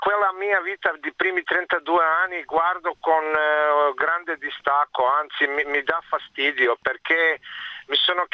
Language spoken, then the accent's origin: Italian; Zagreb, City of Zagreb, Croatia; moved away as an adult; now in Verona, Italy; sono di origine serba e sono cresciuto e nato in Zagabria, vissuto là fino a 32 anni.